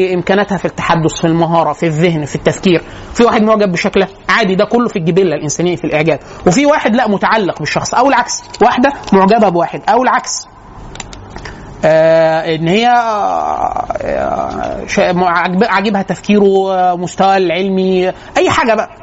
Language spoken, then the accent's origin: Arabic; Upper Egypt, Egypt; وانا اصلا من الصعيد